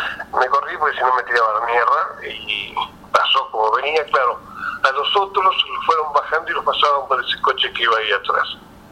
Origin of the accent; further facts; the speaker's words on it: Cipolletti, Río Negro, Argentina; Yo soy de Cipolletti, provincia de Renegre